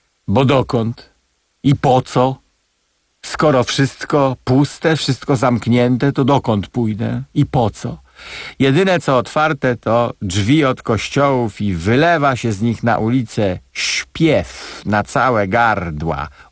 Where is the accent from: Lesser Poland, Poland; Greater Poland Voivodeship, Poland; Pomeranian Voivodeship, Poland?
Pomeranian Voivodeship, Poland; U nas na Kociewiu mówią, jak ktoś zjeść lubi, apetyt ma, dużo je, to się mówi, że jest żarty.